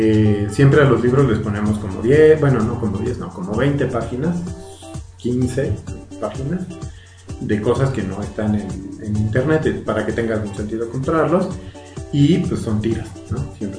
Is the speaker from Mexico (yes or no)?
yes; Mexico; Porque hablamos de tacos y de cosas que nos pasan a nosotros, que somos mexicanos, que vivimos en México